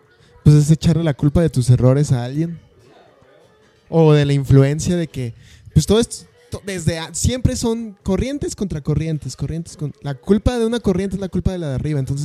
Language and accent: Spanish; Ecatepec, State of Mexico, Mexico; born there; Nací en el Estado de México.